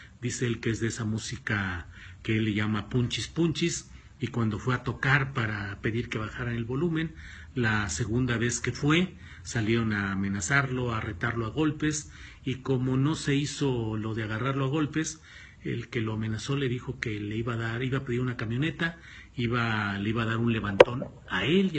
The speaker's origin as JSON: {"language": "Spanish", "region": "Coahuila", "country": "Mexico", "said": "también soy coahuilense."}